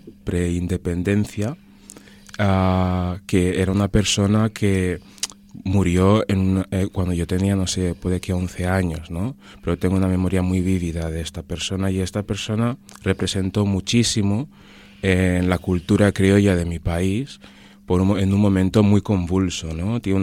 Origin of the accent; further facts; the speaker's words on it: Annobón, Equatorial Guinea; en mi caso, soy, por un lado, soy anobonés y por otro lado soy bubi.